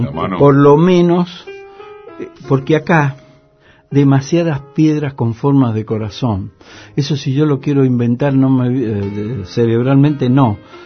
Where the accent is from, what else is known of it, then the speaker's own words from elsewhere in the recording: Mendoza, Argentina; y Mendoza, lo digo como mendocino, como quien conoce bien el paño, es el emporio de las derechas.